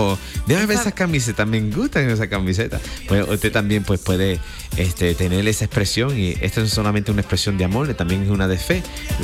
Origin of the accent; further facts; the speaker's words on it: New York, United States; Pero yo nací y criado en Nueva York, yo no sé mucho de esa clase de negociado.